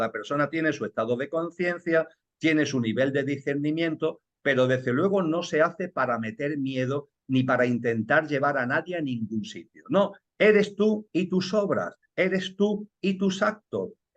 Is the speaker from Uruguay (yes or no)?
no; Seville, Andalusia, Spain; En mi tierra el verano es muy fuerte, en Sevilla, en Andalucía, el verano es potente.